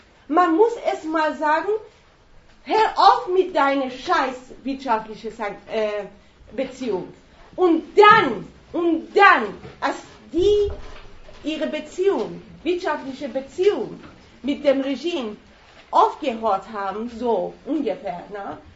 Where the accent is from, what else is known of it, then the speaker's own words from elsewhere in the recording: Iran; wir sind Iraner